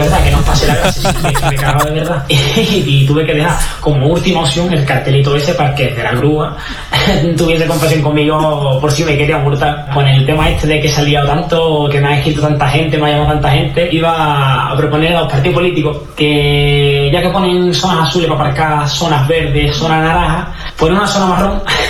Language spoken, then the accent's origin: Spanish; Cádiz, Andalusia, Spain; now in Barcelona, Spain; gaditano trabajando en Barcelona